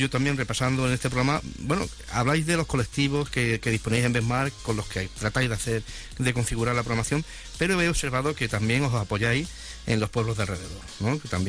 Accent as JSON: {"language": "Spanish", "town": "Jódar", "region": "Andalusia", "country": "Spain", "said": "y los que somos de Jodar y ves más, bueno, que es casi lo mismo"}